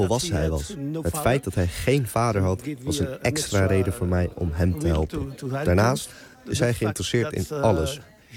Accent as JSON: {"language": "Dutch", "country": "Belgium", "said": "Sindsdien help ik hem als leraar, als aardrijkskundige, maar ook als Belg."}